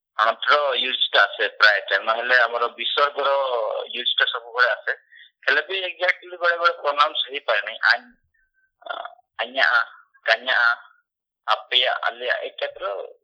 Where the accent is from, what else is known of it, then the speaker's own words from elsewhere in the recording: Odisha, India; ଆଉ ମୋ ଗାଁ ହଉଛି ମୟୂରଭଞ୍ଜ ବୁଲଙ୍କର।